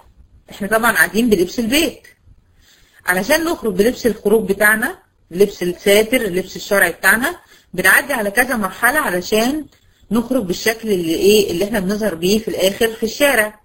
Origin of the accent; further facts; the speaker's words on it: Egypt; بنسميه عندنا في مصر الاسترجي